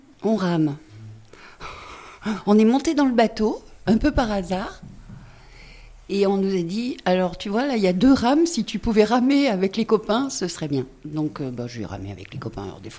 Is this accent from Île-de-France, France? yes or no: no; Firminy, Auvergne-Rhône-Alpes, France; Je viens de la vallée de Londaine. J'ai grandi dans les bars HLM de Firminy. À Firminy-Vert, à côté du Corbusier